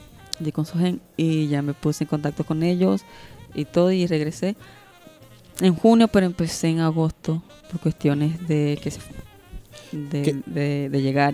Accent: Maracaibo, Zulia, Venezuela; De Maracaibo. Es el único estado de Venezuela que se habla de vos.

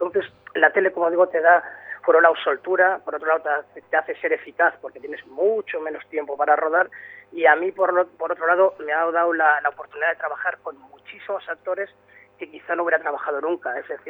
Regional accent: Bilbao, Basque Country, Spain; obviamente yo soy de Bilbao, sí.

